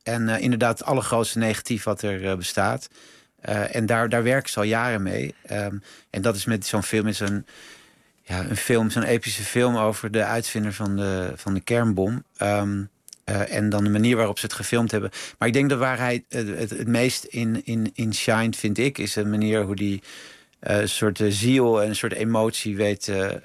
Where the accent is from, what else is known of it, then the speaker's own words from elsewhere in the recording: Netherlands; dat vind ik natuurlijk als Nederlander ook interessant